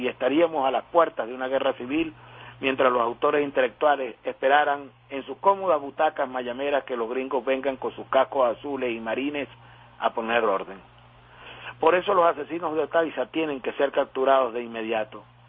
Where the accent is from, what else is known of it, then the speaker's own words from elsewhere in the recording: Venezuela; tener el pie firme como venezolanas y venezolanos, incluso como opositores a la revolución